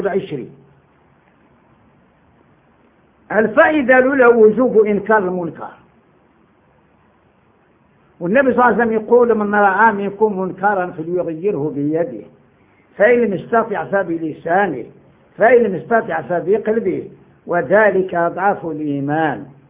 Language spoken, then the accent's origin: Arabic; Morocco; قال لي انت منين؟ قلت له انا مغربي.